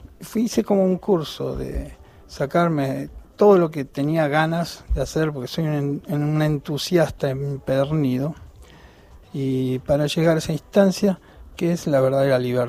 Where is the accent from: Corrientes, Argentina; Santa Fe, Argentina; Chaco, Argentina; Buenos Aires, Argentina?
Buenos Aires, Argentina; Nací en el Sanatorio Tamendi, en Barrio Norte, y después viví toda mi infancia en Villa Devoto.